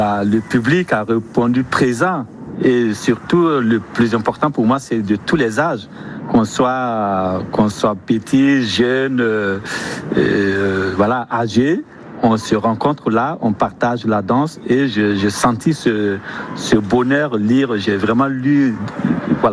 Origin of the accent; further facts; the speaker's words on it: Ouagadougou, Centre, Burkina Faso; Moi, je viens du Burkina Faso, de Ouagadougou, la capitale du Burkina